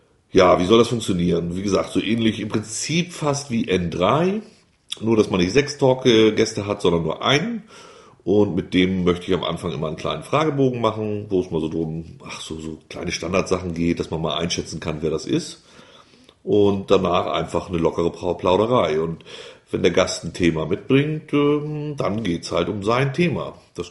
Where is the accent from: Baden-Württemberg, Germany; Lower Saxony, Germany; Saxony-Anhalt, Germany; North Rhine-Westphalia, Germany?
Lower Saxony, Germany; Wulmsdorf; also born or lived in Elsdorf; Ich bin hier geboren vor 45, fast 45 Jahren. Bin dann in den Nachbarort Wulmsdorf gezogen, habe da meine Kindheit verbracht. Dann nach Elsdorf, da habe ich die Jugend verbracht und das junge Erwachsensein. Und seit fast 20 Jahren leben wir wieder auf dem Hof des Geburtshauses